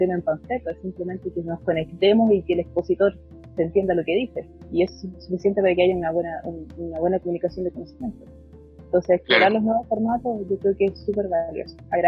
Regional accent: Los Angeles, California, United States; yo soy de Los Ángeles, no había sido para una actividad en Los Ángeles, ahora no puedo viajar

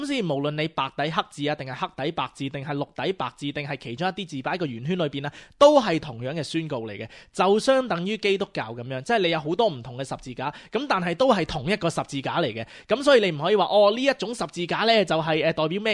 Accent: Australia; 即系我哋澳洲人从来唔会咁样嘅吓

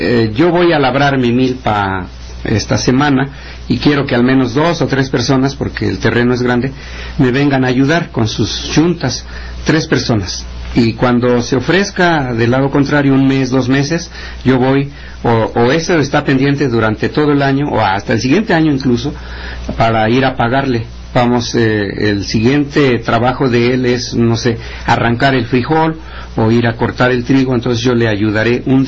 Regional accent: Tilantongo, Oaxaca, Mexico; Lo que no sucede en Tilantongo, en mi pueblo, hay 20 agencias

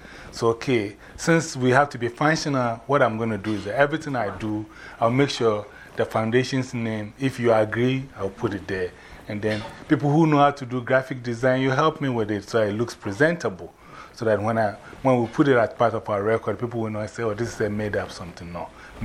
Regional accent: Ghana; now in New York, United States; I'm from New York by way of Ghana, West Africa. I've been in this country for almost about, I always say plus, so it's 111, so 555 plus.

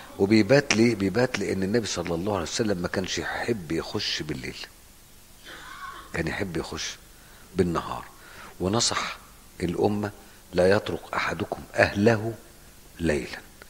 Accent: Egypt; يعني احنا لما بنيجي نحرم واحنا جايين من مصر

